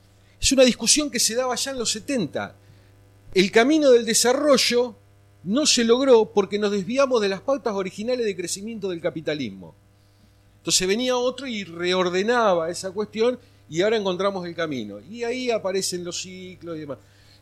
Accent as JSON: {"language": "Spanish", "town": "Chivilcoy", "region": "Buenos Aires Province", "country": "Argentina", "tie": "born or raised there", "also_born_or_lived": "La Plata", "said": "Yo vengo de Chivilcoy, pero antes de estar en Chivilcoy, del lugar donde soy originario, tuve 35 años viviendo en La Plata y trabajando en Quilmes Judicial"}